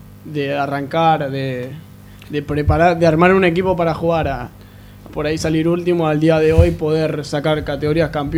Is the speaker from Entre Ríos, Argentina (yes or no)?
no; Gregorio de Laferrere, Buenos Aires Province, Argentina; Yo soy de La Ferrere.